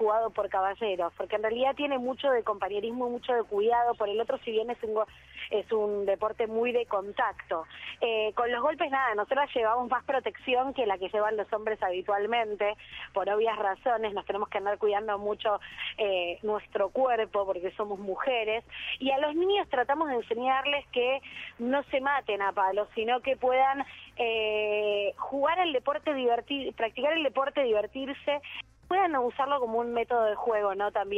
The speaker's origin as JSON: {"language": "Spanish", "town": "Pinamar", "region": "Buenos Aires Province", "country": "Argentina", "tie": "born or raised there", "said": "Yo crecí en Pinamar, con mi familia"}